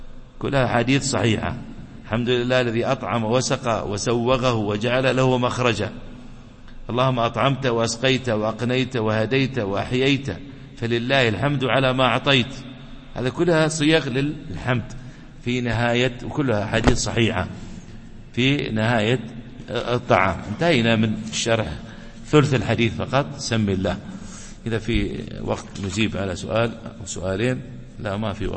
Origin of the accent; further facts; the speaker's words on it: United Arab Emirates; ويحفظ بلادنا الإمارات